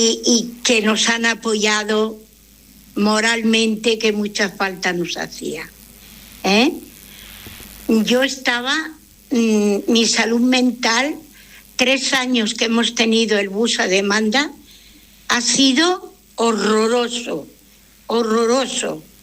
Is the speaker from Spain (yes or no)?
yes; Barcelona, Catalonia, Spain; de Torrebaró